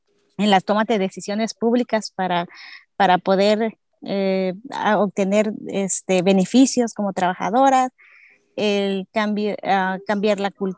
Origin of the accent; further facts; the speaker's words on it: Guerrero, Mexico; Yo soy de Guerrero, México, y tengo dos niñas, Paola, de 14 años, y Sofía, de 9 años.